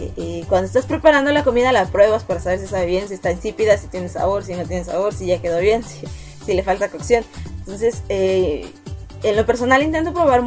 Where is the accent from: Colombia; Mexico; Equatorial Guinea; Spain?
Mexico; Un machete en mi país, en algunas regiones se comen hormigas